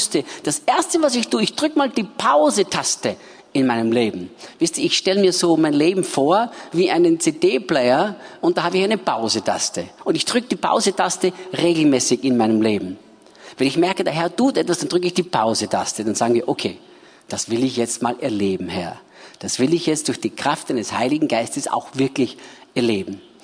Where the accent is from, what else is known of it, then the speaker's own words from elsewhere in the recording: Austria; Bei uns in Österreich sagt man das so.